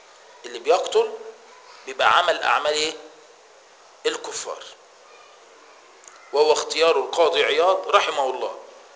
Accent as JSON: {"language": "Arabic", "country": "Egypt", "said": "انت لما بتروح بلد هنا عندنا في مصر اسمها كفر الشيخ"}